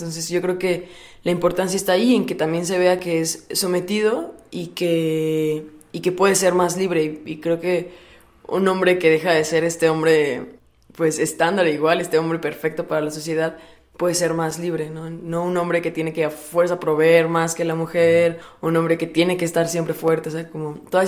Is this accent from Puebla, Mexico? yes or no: yes; Puebla, Mexico; Soy de Puebla y tengo 23 años.